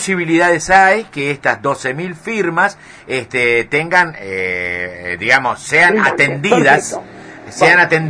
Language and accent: Spanish; Uruguay; primero que yo soy uruguayo